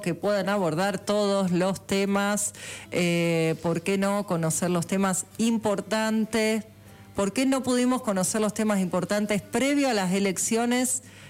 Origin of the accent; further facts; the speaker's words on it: Merlo, Buenos Aires Province, Argentina; Porque viste que yo también soy de Merlo.